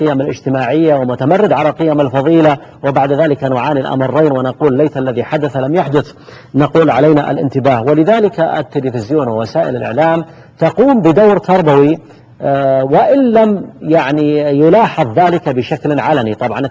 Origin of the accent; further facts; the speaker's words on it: Saudi Arabia; وأيضا في بلادنا المملكة العربية السعودية كذلك بعض المؤسسات للإنتاج الإعلامي